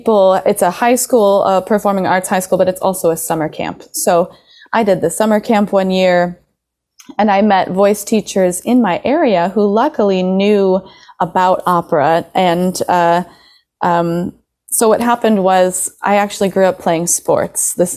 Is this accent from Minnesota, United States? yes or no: no; Traverse City, Michigan, United States; Oh, I grew up in Northern Michigan, a small town called Traverse City.